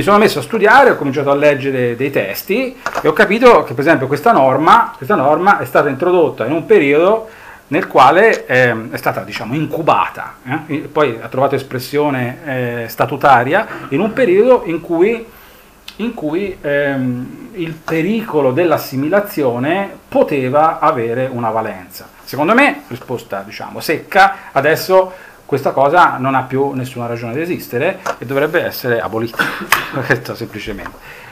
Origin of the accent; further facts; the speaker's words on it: Bolzano, Trentino-Alto Adige, Italy; io vengo da una regione dove chiunque parli, vengo da Bolzano